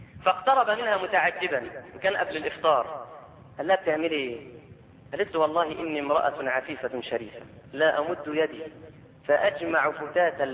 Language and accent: Arabic; Egypt; مع العلم ان عندنا في مصر ناس شطار جدا